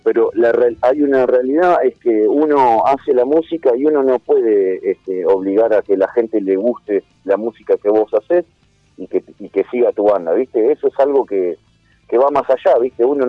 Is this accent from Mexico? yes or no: no; Escobar, Buenos Aires Province, Argentina; a nosotros que somos de Escobar, de José Paz, es muy loco ir a tocar a San Justo